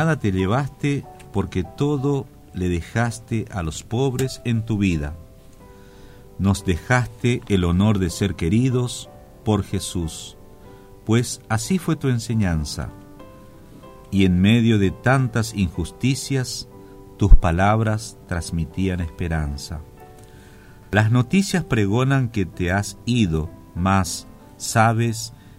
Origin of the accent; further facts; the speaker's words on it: Formosa, Argentina; Nosotros también somos integrantes del Via Crucis Formoseños y nos sentimos muy emocionados porque estas palabras reflejan el sentimiento de mucho, por no ser atrevido y decir de todos los formoseños, de muchos formoseños que lo hemos conocido